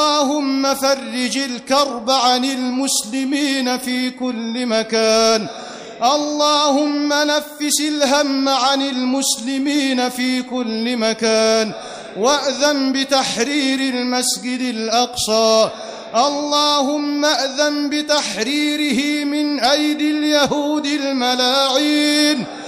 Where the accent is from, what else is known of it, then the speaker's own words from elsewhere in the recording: Egypt; اللهم احرس بلدنا مصر بعينك التي لا تنام